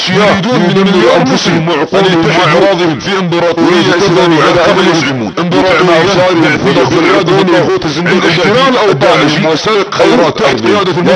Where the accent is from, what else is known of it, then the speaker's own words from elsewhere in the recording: Saudi Arabia; بل ان بلادنا السعودية هي الهدف الاول